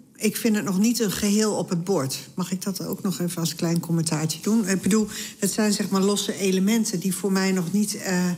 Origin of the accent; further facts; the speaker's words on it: Overijssel, Netherlands; In Twente, waar ik vandaan kwam, zeiden ze dan altijd, heel apart.